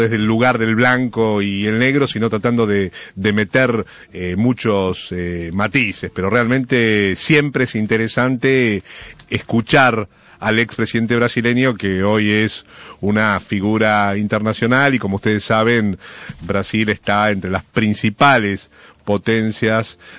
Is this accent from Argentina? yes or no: yes; Argentina; nosotros también como argentinos tenemos que hacer un aprendizaje, es de construir nuestra autoestima como país